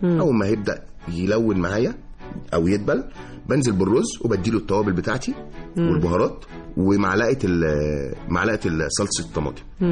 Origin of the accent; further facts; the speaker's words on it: Egypt; لا هو يعني احنا كمصريين بنحب نبتكر.